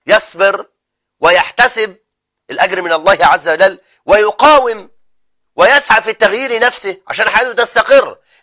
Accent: Egypt; لما يبقى عندنا في مصر فوق التسعة فوق الخمسة مليون امرأة مطلقة

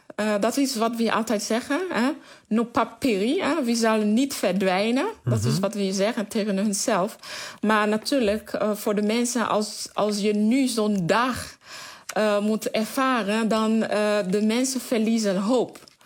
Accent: Camp-Perrin, Sud, Haiti; Ik kom uit een stad van het zuiden departement. Die heet Camperin. En Camperin ligt ongeveer 7 tot 8 kilometer eigenlijk van het epicentrum.

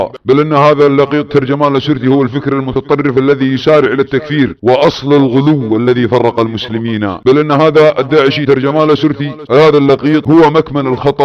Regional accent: Saudi Arabia; واستهداف بلادنا المملكة العربية السعودية

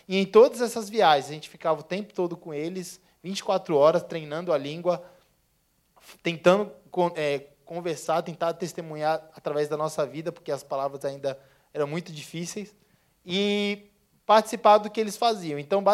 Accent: São Paulo, Brazil; que eu sou de São Paulo

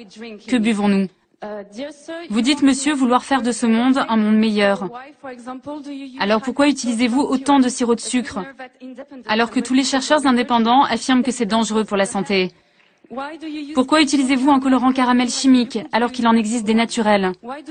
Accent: France; Je viens de France pour être avec vous aujourd'hui.

